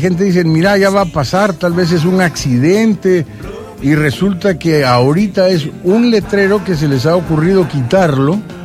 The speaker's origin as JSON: {"language": "Spanish", "country": "El Salvador", "said": "Jalamos todos para el mismo lado sabiendo que somos salvadoreños"}